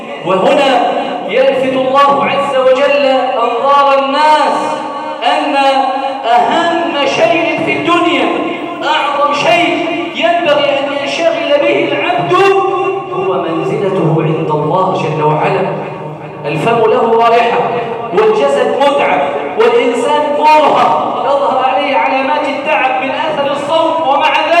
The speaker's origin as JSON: {"language": "Arabic", "country": "Egypt", "said": "اللهم إنا نسألك أن تجعل بلدنا مصر سخاء رخاء"}